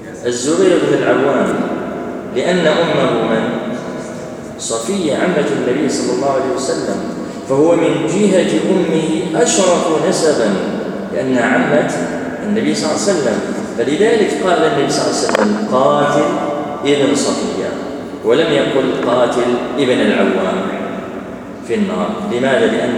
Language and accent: Arabic; Algeria; احنا عندنا في الجزائر